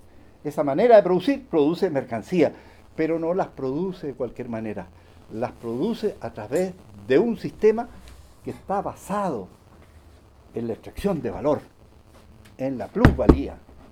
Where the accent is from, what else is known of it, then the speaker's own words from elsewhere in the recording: Chile; Yo me quedé como buen chileno, me dije, esta señora